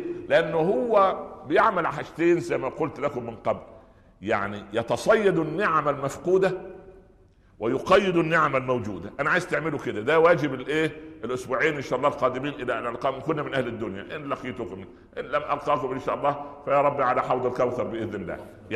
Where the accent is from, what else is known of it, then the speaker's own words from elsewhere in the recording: Minya Governorate, Egypt; في صعيد مصر، يعني جوار قريتي، مدينة اسمها البهنسة،